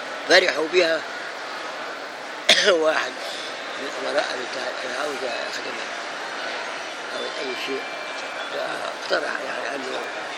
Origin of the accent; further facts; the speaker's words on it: Egypt; moved away; الشيخ الألباني كان بيجي عندنا في مصر وزارني في البيت.